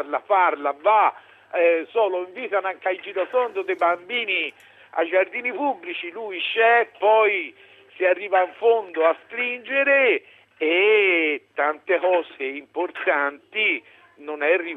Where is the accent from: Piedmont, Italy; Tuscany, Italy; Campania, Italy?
Tuscany, Italy; Florence; Io sono di Firenze.